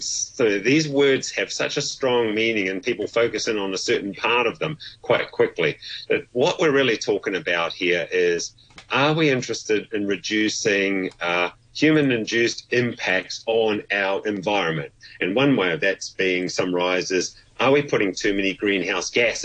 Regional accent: New Zealand; And as a Kiwi, it was like, oh, my goodness.

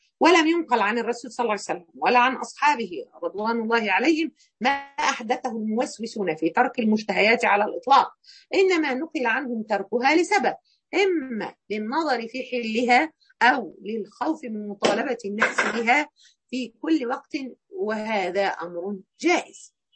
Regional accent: Egypt; في يمكن احنا مصريين يعني مقصرين في الحته دي شويه

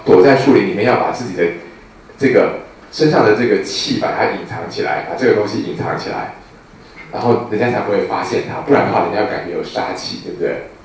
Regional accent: China; 那我们中国人知道，有刺的植物都是有一种锋锐之气的哦

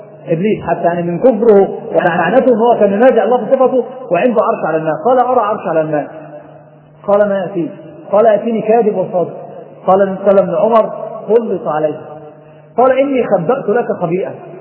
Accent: Egypt; ناس عندنا في مصر

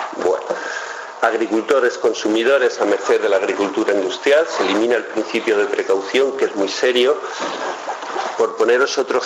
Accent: Castile and León, Spain; En mi tierra, que soy de Tierra de Campos, de Salamanca, de Sevilla, digo de Salamanca, perdón, Tierra de Campos se le llama

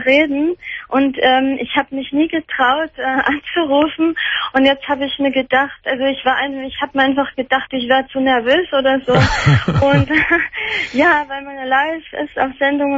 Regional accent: Bavaria, Germany; born there; Also gut, ich bin ja in Bayern geboren

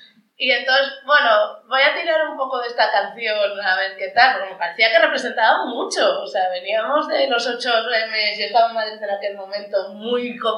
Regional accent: Arriondas, Asturias, Spain; un personaje de mi infancia en Arriondas

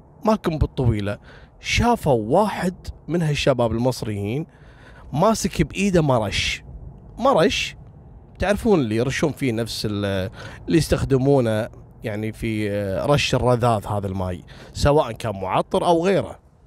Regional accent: Kuwait; اليوم بقول لكم قصة غريبة حصلت عندنا في الكويت تقريبا قبل 7 سنوات

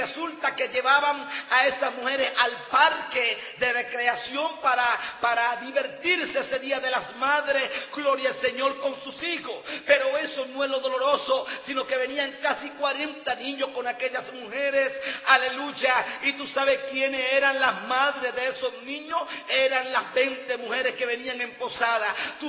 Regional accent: Venezuela; Yo, de 34 cárceles que he visitado en mi país, gloria al Señor, porque tuve un llamado después de haber salido de libertad hace 7 años, gloria al Señor, que el Señor me hizo un llamado de visitar las cárceles de Venezuela.

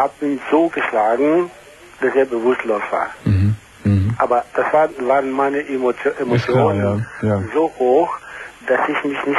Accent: Frankfurt, Hesse, Germany; ich bin Frankfurter, eine griechische Frankfurter bin ich.

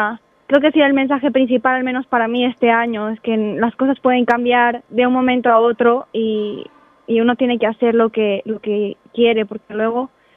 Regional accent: Peru; moved away as an adult; now in Spain; Yo me fui de Perú a los 19, en 2014, viví 2 años en Francia por mis estudios. En el 2016 me mudé a los Países Bajos para hacer un Erasmus

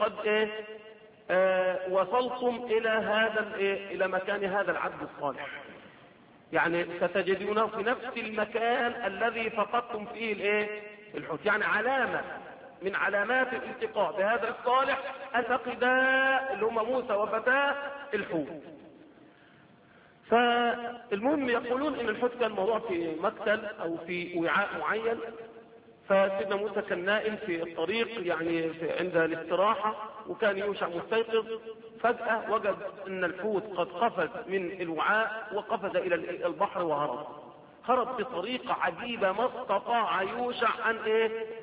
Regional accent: Egypt; اللي بيسموها دلوقتي منطقه عندنا في مصر في سيناء

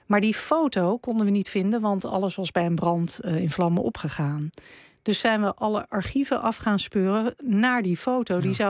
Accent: Netherlands; En daarom voelen wij ons als Nederlanders zo verbonden met die watersnoodrampen.

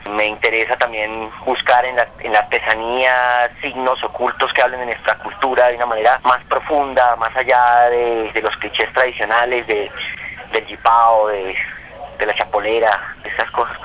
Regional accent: Armenia, Quindío, Colombia; born there; yo soy nacido en Armenia

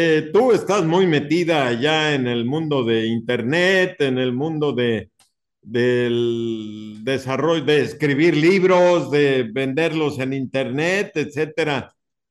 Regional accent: Chicxulub Pueblo, Yucatán, Mexico; acá en mi pueblo, Chicxulub pueblo, no ha llovido como debería de estar lloviendo

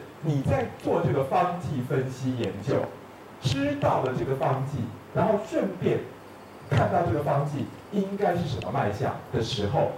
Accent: Taiwan; 那这东西我们台湾人的说法叫做把脉打到阴脉去了啊，台湾人简称卡到阴。

